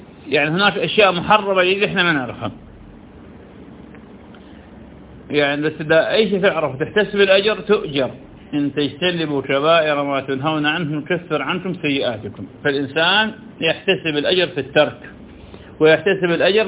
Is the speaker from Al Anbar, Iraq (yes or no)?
yes; Ramadi, Al Anbar, Iraq; من كبار علماء انه عندنا بالرمادي